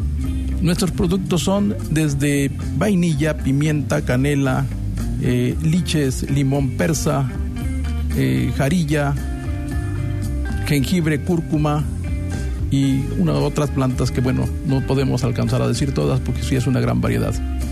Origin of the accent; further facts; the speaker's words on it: Ignacio Zaragoza, Veracruz, Mexico; vengo de Ignacio Zaragoza, municipio de Misantla, de este bello estado de Veracruz.